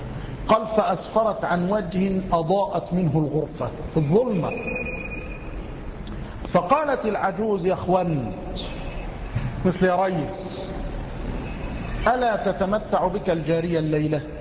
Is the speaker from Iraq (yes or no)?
no; Egypt; أو عندنا في مصر، لماذا نذهب للبلاد الأخرى؟